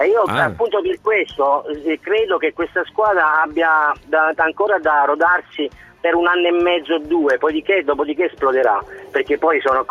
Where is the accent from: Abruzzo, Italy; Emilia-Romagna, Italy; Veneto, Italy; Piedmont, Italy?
Abruzzo, Italy; Pescara; conoscendolo anche da un po' da pescarese